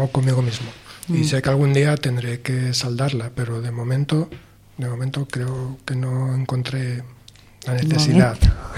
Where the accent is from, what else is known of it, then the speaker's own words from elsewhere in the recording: Soria, Castile and León, Spain; born there; also born or lived in Asturias; No, yo nací en Soria. Ajá. Sí, en Soria, en Soria.